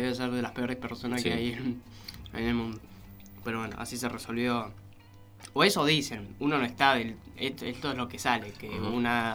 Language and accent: Spanish; Colonia, Uruguay; Yo que soy uruguayo. Así que estoy casi seguro, pero bueno.